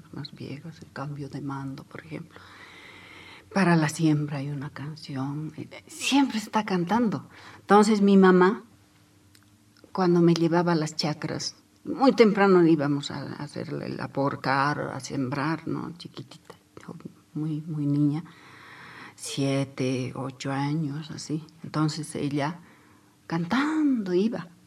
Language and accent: Spanish; Chayanta, Potosí, Bolivia; Me trae primera vez a una ciudad que es Oruro. Venimos desde Chayanta, ¿no?